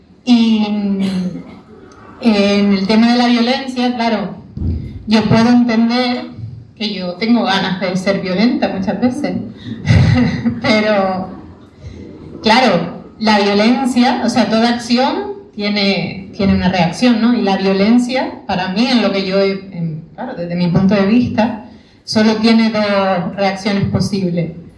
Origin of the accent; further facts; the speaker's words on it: Canary Islands, Spain; A ver, yo vengo de Canarias, ¿no?